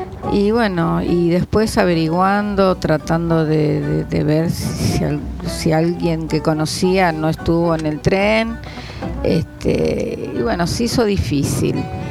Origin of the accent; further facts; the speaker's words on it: Ciudadela, Buenos Aires Province, Argentina; voy a cumplir 55 años y viví toda la vida en Ciudadela. Nací en Ciudadela